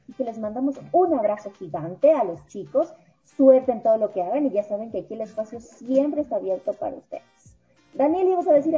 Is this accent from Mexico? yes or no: no; Ecuador; por estar haciendo cosas tan chéveres y tan positivas para nosotros como ecuatorianos